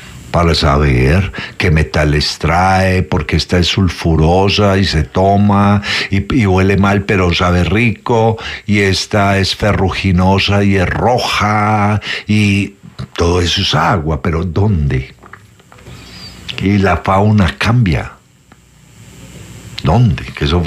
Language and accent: Spanish; Colombia; Que Colombia, nosotros somos colombianos por cédula, pero estamos, esto es un montón de paisitos juntos